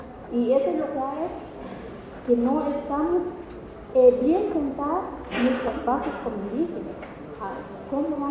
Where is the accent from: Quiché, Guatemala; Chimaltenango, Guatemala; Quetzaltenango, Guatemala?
Quiché, Guatemala; yo soy de Quiché